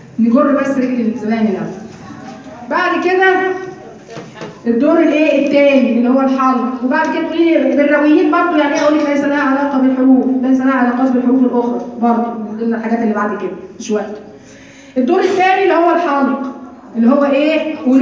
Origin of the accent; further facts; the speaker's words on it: Egypt; مش بس عندنا في مصر كمان الاماله في الالف